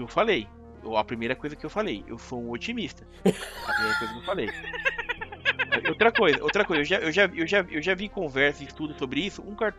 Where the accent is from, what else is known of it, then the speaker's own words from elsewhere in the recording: Brazil; Eu sou brasileiro, eu sou otimista e eu sou vencedor